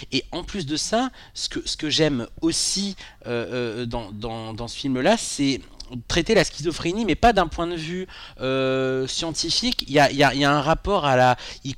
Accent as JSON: {"language": "French", "country": "France", "said": "Incassable, je suis français"}